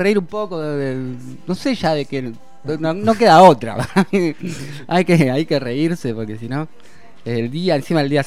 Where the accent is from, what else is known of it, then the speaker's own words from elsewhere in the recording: Buenos Aires, Argentina; yo soy de Buenos Aires, la verdad que eso me mantiene un poco alerta